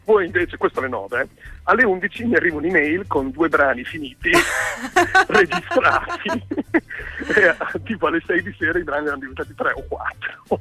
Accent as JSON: {"language": "Italian", "region": "Emilia-Romagna", "country": "Italy", "said": "Io sono localista. Esatto, sono romagnolo. Sono romagnolo mio malgrado."}